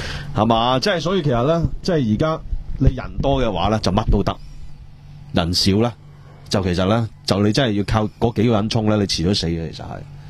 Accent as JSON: {"language": "Cantonese", "country": "Hong Kong", "said": "即係我哋香港人咧"}